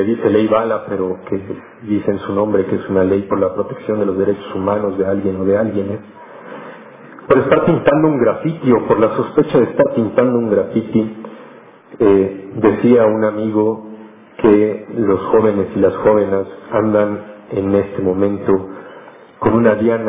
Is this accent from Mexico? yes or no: yes; Mexico City, Mexico; yo soy de Ciudad Monstruo, de Ciudad de México